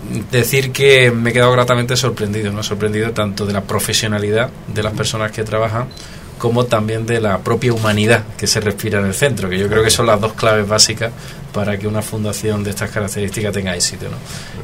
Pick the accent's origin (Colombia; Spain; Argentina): Spain; Andalusia; Yo que soy andaluz, y los andaluces somos muy optimistas